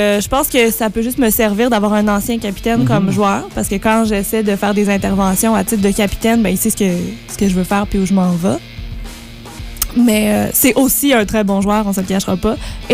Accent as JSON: {"language": "French", "town": "L'Assomption", "region": "Quebec", "country": "Canada", "said": "Et je viens de l'Assomption, qui est une petite ville magnifique et chaleureuse et accueillante dans la Naudière, donc tout près de Montréal."}